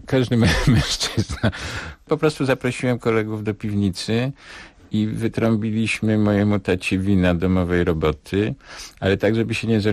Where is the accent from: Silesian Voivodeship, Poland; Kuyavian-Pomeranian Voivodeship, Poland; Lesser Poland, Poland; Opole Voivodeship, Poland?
Lesser Poland, Poland; Nowy Sącz; ten sądecki, te późne lata 50., ta stara część Sącza, w której się urodziłem, w której mieszkałem